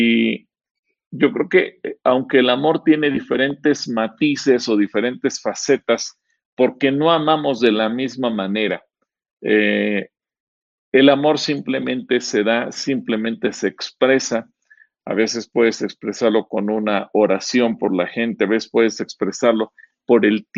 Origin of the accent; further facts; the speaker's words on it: Mexico; todos tenemos el concepto de nuestra propia cultura como mexicanos